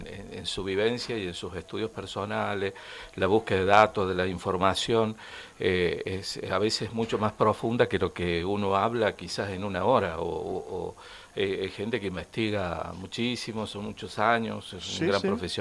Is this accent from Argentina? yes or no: yes; Totoral, Córdoba, Argentina; Bueno, y ahí un poco como que la gente de ahí, de Totoral, nos gusta